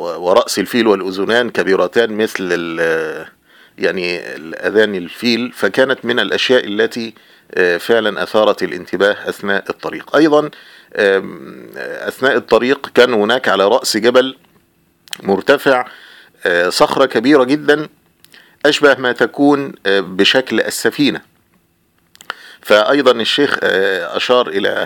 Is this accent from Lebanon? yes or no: no; Egypt; والطريق أيضا ليس مستقيما وممهدا كحال الطرق عندنا في مصر